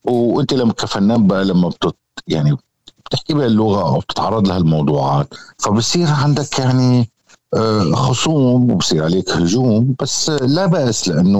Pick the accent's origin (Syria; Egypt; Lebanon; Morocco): Syria; هذا واجبنا نحن كسوريين، أنه نحن ننقذ بلدنا